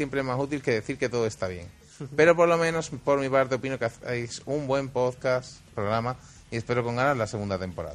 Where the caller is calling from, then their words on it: Barcelona, Catalonia, Spain; de Barcelona. Y os escucho más o menos desde el principio del año.